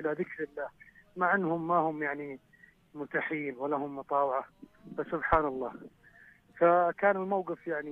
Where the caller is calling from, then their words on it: Turaif, Northern Borders, Saudi Arabia; تحدث من محافظة طريف